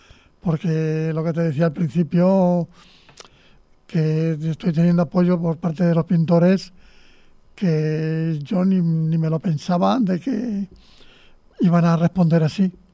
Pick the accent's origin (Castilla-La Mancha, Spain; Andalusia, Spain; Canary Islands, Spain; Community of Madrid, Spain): Castilla-La Mancha, Spain; Escalona; un artículo sobre Escalona, que es mi pueblo